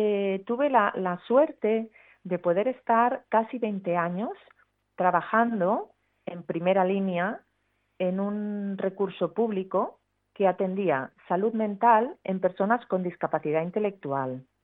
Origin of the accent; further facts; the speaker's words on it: Catalonia, Spain; la sacamos en catalán, porque somos catalanes nosotros